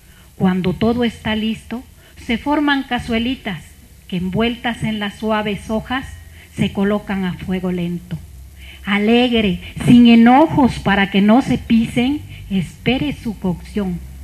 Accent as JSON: {"language": "Spanish", "town": "Ocozocoautla", "region": "Chiapas", "country": "Mexico", "tie": "born there", "said": "una receta del estado de Chiapas, que es mi estado. Yo nací en Ocosocuautla, Chiapas"}